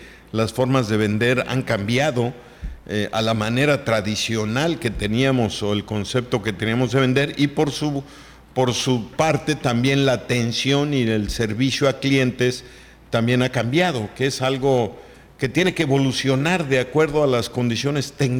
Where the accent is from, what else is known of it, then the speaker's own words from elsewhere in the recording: Mexico; Orgullosamente somos mexicanos